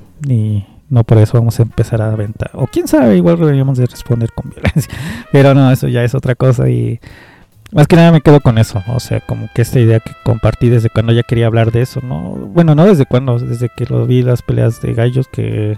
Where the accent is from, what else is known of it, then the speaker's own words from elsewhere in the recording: Mexico; Qué tan violentos podemos ser uno como hombre, como mexicano, como compa de barrio